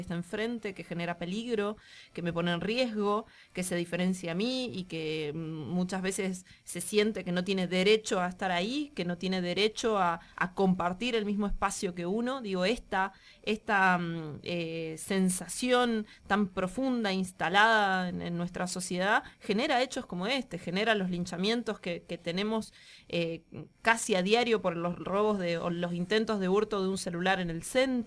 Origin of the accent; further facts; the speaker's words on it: Agrelo, Mendoza, Argentina; yo vengo de por allá, yo crecí en Agrelo, en la localidad inmediatamente anterior a la de Ugarteche